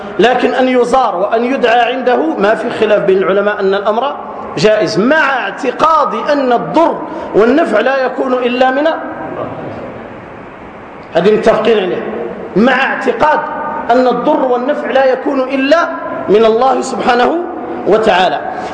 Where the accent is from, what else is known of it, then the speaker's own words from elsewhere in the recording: South, Algeria; خاصة عندنا في الجنوب، بل حتى في الشمال